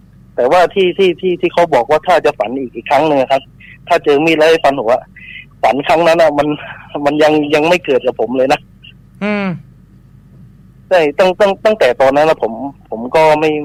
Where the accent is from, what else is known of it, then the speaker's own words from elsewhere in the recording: Phuket, Thailand; บ้านผมอยู่ภูเก็ตนะ